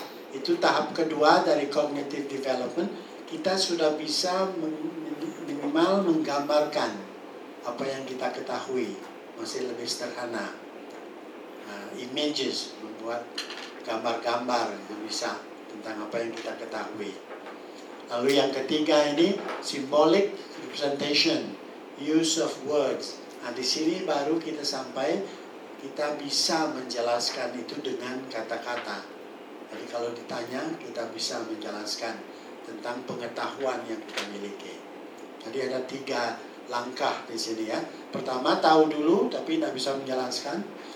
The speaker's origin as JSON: {"language": "Indonesian", "region": "Bali", "country": "Indonesia", "first_language": "Balinese", "second_language": "Indonesian", "said": "Saya dari Bali, saya bisa berbahasa Bali tapi tidak ngerti kenapa orang bilang seperti itu. Saya bisa berbahasa Indonesia, saya tahu, ya, saya lebih tahu karena saya belajar lebih khusus."}